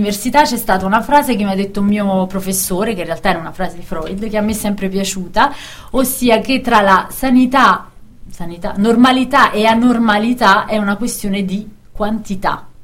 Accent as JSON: {"language": "Italian", "town": "Caserta", "region": "Campania", "country": "Italy", "said": "io vengo da Caserta in Campania"}